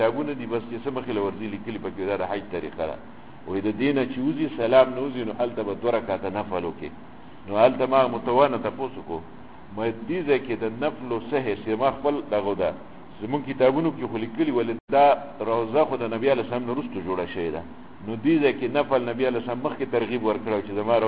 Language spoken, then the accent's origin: Pashto; Pakistan; ما د مصر نه یم د پاکستان یم پاکستانی